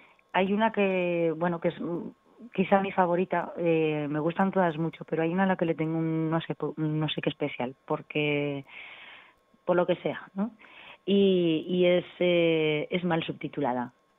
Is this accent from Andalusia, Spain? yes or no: no; Alcorisa, Aragon, Spain; tengo la primera fecha a finales de enero en mi pueblo, en Alcoriza.